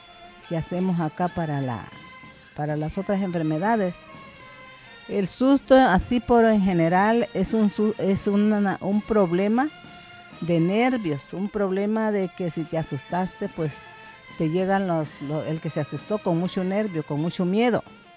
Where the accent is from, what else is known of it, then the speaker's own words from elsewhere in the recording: Zanatepec, Oaxaca, Mexico; soy de Zanatepec, un pueblito del Istmo, muy hasta el rinconcito por acá.